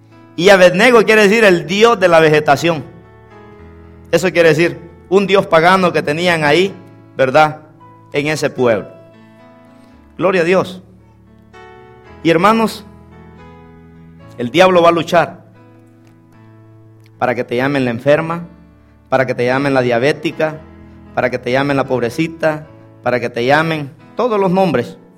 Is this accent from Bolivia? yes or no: no; Guatemala; nací un 14 de enero. El siguiente día era el día de Esquipula, un santo negro que tienen allá en mi país, que es de Guatemala.